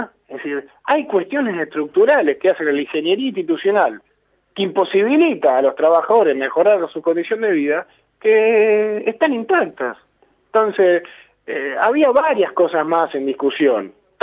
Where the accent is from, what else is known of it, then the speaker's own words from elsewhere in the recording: Argentina; lo que nos pasa a nosotros como argentinos, como trabajadores y como parte de este pueblo